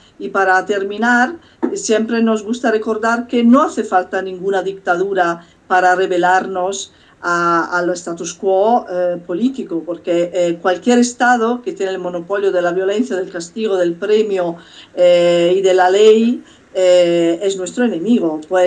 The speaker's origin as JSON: {"language": "Spanish", "country": "Italy", "second_language": "Spanish", "said": "sobre todo en territorio italiano, yo soy italiana precisamente"}